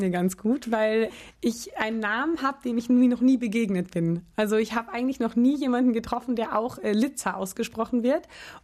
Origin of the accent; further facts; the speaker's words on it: Portugal; Also ich bin in Portugal aufgewachsen. Gar nicht in Deutschland und bin dort die ersten Jahre auf eine Schule gegangen in Portugal